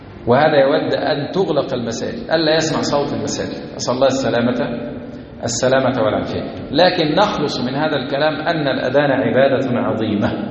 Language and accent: Arabic; Egypt; ما احنا مصريين